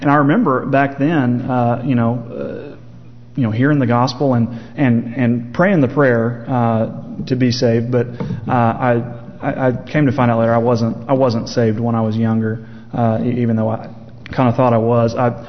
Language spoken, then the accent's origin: English; Fayetteville, United States; I grew up in the Methodist church. I grew up going to Sequoia United Methodist here in Fayetteville, actually.